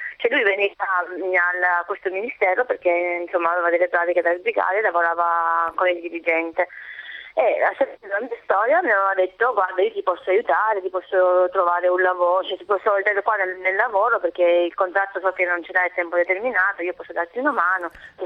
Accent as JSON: {"language": "Italian", "region": "Sicily", "country": "Italy", "accent": "Sicilian", "said": "Lui aveva riconosciuto il mio accento siciliano"}